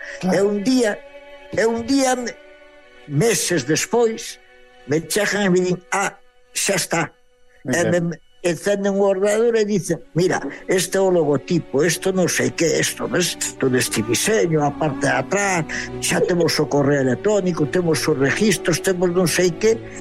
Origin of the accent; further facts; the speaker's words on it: Galicia, Spain; eu son un enamorado do país, son un galego dependente, un gallego dependiente